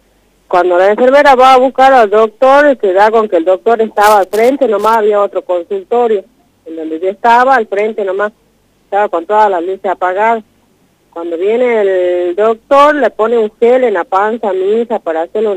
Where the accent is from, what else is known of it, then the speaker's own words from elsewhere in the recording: Tartagal, Salta, Argentina; Yo soy de Tartagal, Salta. Vivo en una comunidad acá en Tartagal.